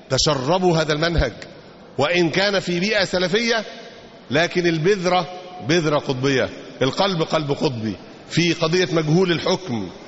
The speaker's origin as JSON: {"language": "Arabic", "country": "Egypt", "said": "ونشروا هذا الكلام في كثير من المجتمعات مش عندنا في مصر بس"}